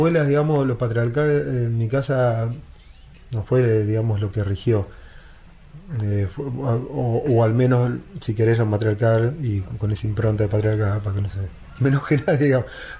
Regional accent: La Pampa, Argentina; Mirá que acá en el 95 yo vine de la Pampa, me quería ir.

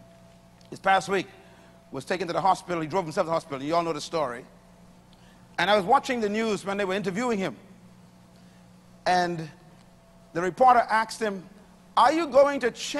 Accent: Bain Town, New Providence, Bahamas; And I was born in Bain Town in the heart of two liquor bars on left and right.

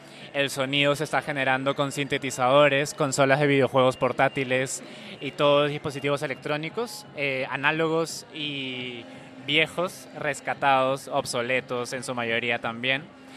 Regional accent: Lima, Peru; Yo soy de Perú, yo soy de Lima

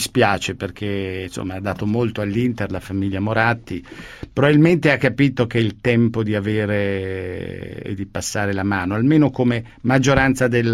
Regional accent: Milan, Lombardy, Italy; also born or lived in Rome; io però sono cresciuto a Milano, nel senso che sono nato a Roma. Mio padre si trasferì per lavoro a Milano con la famiglia

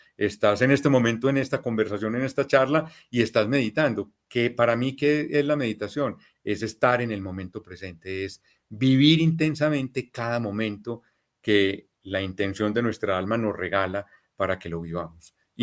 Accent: Colombia; yo soy colombiano

